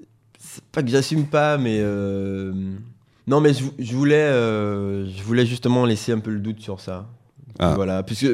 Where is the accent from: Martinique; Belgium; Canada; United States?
Martinique; Le créole, ben, de toute façon, c'est parce que je suis martiniquais.